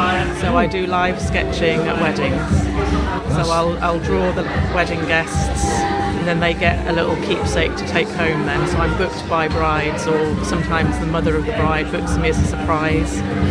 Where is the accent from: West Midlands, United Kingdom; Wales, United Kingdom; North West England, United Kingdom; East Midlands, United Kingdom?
Wales, United Kingdom; Cardiff; now in Truro, United Kingdom; I'm from Wales, originally.